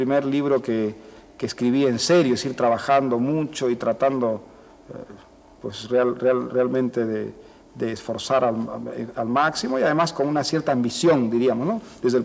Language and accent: Spanish; Piura, Peru; Yo desde que salí de Piura había querido escribir sobre una casa verde que conocí cuando era niño, en fin, un sitio que resultaba muy pintoresco y al mismo tiempo muy fascinante para las personas que teníamos pues 10 años en Piura, el año 45